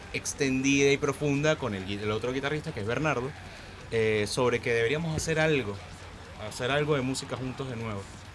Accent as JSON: {"language": "Spanish", "country": "Venezuela", "said": "Todos somos de Venezuela, sí."}